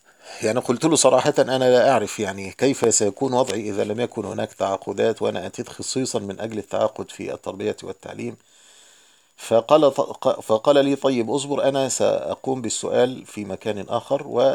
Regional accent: Egypt; عندنا في مصر طبعا الوزارات مباني فخمة جدا ومباني فاخرة

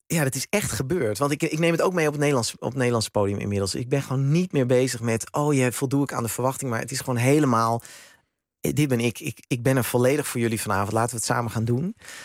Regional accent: Netherlands; dat wij als Nederlanders naar Duitsland zouden gaan.

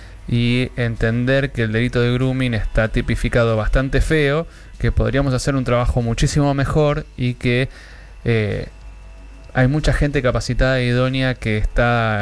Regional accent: Wilde, Buenos Aires Province, Argentina; yo soy oriundo de la República Separatista de Wilde, que pertenece al partido de Avellaneda, que nosotros tenemos una estación de tren que se llama Darío y Maxi.

